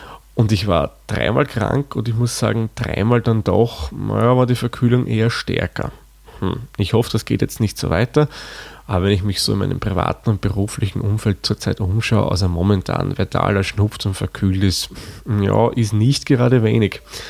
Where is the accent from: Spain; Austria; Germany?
Austria; Der Kohl ist bei uns in Österreich das, was man bei euch Wirsing nennt.